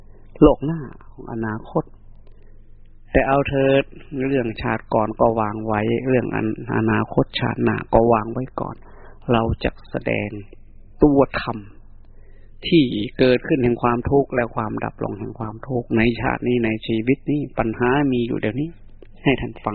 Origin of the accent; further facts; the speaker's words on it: Isan, Thailand; ยินดีด้วยที่ใช้ชื่อภาษาบ้านเราคนเป็นคนอีสานบ้านเฮาเดี๋ยวเนาะ